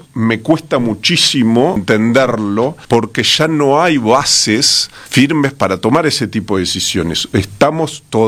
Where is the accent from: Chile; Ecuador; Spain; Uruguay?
Uruguay; Como uruguayo, hoy los uruguayos tienen a nivel mundial la segunda proporción más alta de dólares